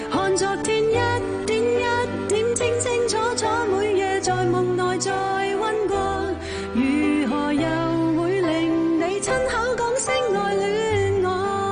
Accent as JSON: {"language": "Cantonese", "country": "Taiwan", "tie": "born or raised there", "lives_now": "Hong Kong", "said": "咁但系跟住就去了台湾住，在台嗰度读书啦"}